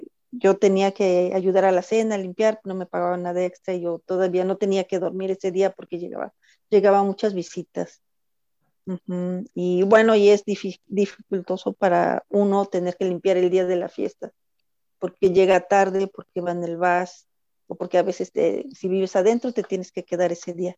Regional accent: Puebla, Mexico; Sí, yo soy de Puebla, México.

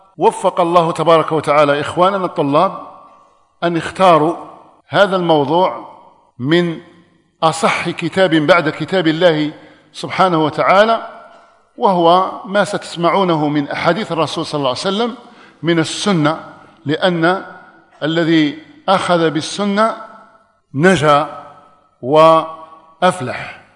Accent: Algeria; أن يحفظ بلادنا الجزائر مما أصيبت به من قبل

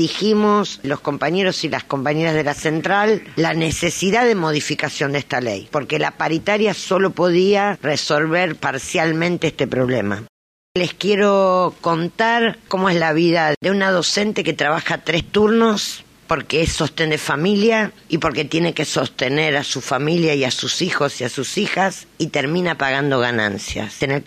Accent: Santa Fe, Argentina; Yo soy santafesina en el cordón

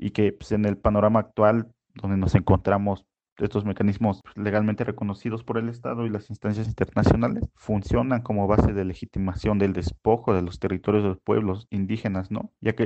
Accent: Oaxaca, Mexico; first language Mixe; Spanish is a second language; He vivido aquí la mayor parte de mi existencia, que es en más de 20 años. Hablo mi lengua materna, la lengua originaria, que es el Mije, y el español por la escuela

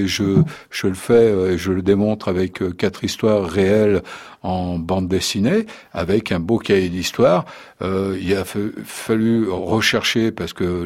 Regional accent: Lyon, Auvergne-Rhône-Alpes, France; born there; je suis français, je suis né le 25 mars 56 à Lyon 2e.

